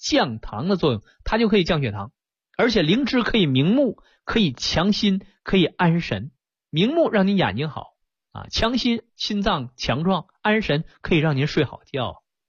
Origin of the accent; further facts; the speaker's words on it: China; 对我们中国人也是一样